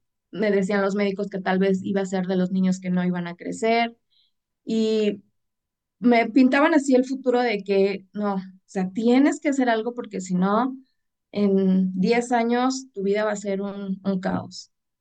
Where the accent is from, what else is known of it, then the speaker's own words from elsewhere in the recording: Mexico; Y en México, yo soy de México.